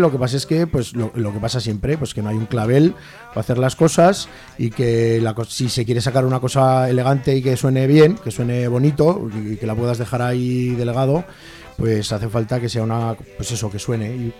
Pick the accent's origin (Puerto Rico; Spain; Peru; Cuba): Spain; Aragon; nosotros no somos del espacio exterior, somos de la Ribera del Ebro